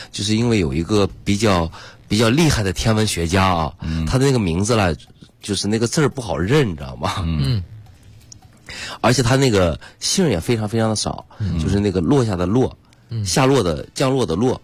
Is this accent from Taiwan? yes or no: no; Guangyuan, Sichuan, China; 我回到老家了，哎，比如说，假如说，哎，我老家是四川的，对吧？广元